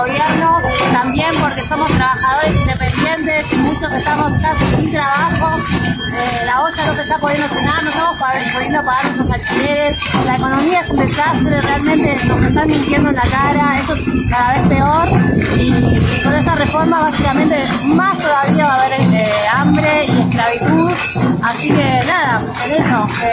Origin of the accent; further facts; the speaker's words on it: Temperley, Buenos Aires Province, Argentina; soy de Temperley